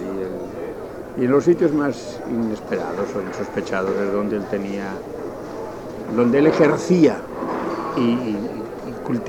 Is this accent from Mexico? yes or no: yes; Monterrey, Nuevo León, Mexico; Yo soy de Monterrey, ya vivo en Monterrey, allí me estoy siempre.